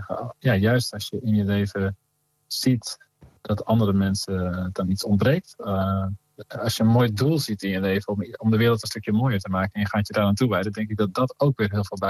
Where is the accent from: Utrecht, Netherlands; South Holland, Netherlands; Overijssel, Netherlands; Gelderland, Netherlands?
Utrecht, Netherlands; Veenendaal; Ik groeide op met die muziek vooral van … Dat was een beroemdheid in Veenendaal, waar ik opgroeide.